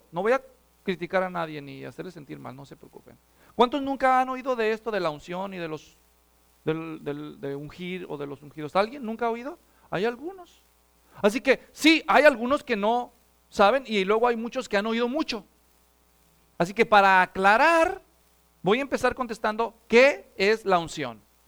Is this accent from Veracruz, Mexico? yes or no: no; Guadalajara, Jalisco, Mexico; la ciudad natal de donde yo soy, en Guadalajara, México.